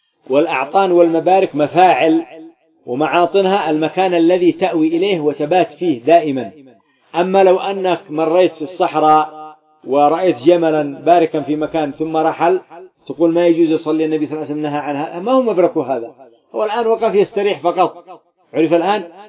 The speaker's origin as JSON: {"language": "Arabic", "country": "Yemen", "said": "يسمى الذهاب عندنا في اليمن، يسموه أنتم الخشب، ما عندكم جمال"}